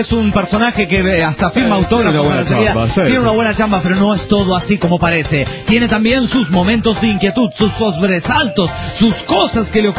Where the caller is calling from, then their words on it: Yajalón, Chiapas, Mexico; Hola, ¿cómo están? … de Yajalón, Chiapas, México.